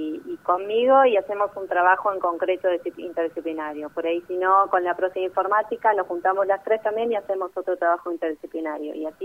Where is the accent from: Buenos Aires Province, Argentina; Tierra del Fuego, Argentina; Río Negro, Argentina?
Tierra del Fuego, Argentina; Ushuaia; moved away as an adult; Yo soy nacida y criada en Ushuaia, provincia de Tierra del Fuego, así que de allí hice mi primaria, mi secundaria, jardín, y después a los 18 años me fui a estudiar a Buenos Aires